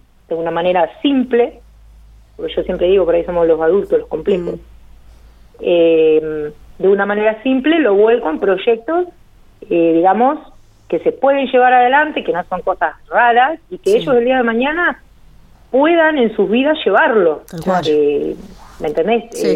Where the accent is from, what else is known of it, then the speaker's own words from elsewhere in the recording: Lamarque, Río Negro, Argentina; born there; now in Guatraché, Argentina; En realidad, hace 7 años que vivo acá en Huatrache. Uh-huh. Yo soy nacida en La Marque, Río Negro.